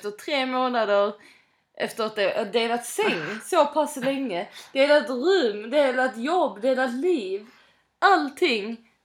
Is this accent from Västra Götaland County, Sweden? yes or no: no; Skåne, Sweden; Men nu får jag tillägga att jag som skåning har faktiskt klarat mig i Stockholm ett helt år.